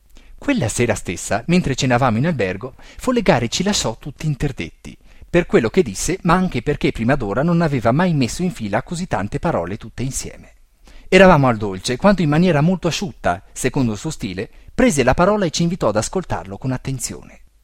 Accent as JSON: {"language": "Italian", "town": "Bollate", "region": "Lombardy", "country": "Italy", "tie": "born or raised there", "said": "Sono cresciuto a Bollate, in provincia di Milano"}